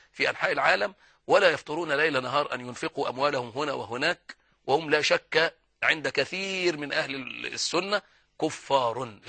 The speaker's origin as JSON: {"language": "Arabic", "country": "Egypt", "said": "الناس عندها فطرة ومحبين عندنا في مصر يعني"}